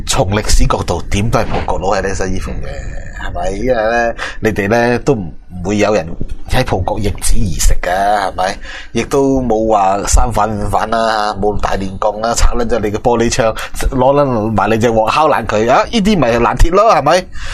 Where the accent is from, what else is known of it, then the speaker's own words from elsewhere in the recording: Macau; 好，好啊，我哋澳门人